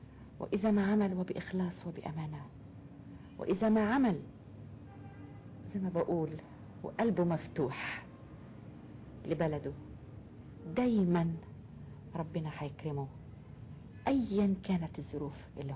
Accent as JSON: {"language": "Arabic", "country": "Egypt", "said": "أنا مصري، مصرية، أحب بلدي"}